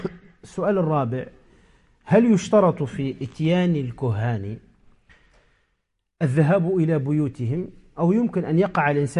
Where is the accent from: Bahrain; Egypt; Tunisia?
Tunisia; عندنا في تونس